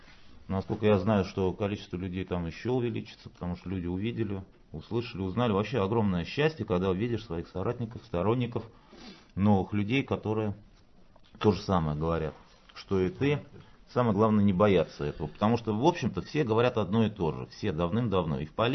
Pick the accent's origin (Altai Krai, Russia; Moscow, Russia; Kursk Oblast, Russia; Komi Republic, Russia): Moscow, Russia; я из Москвы.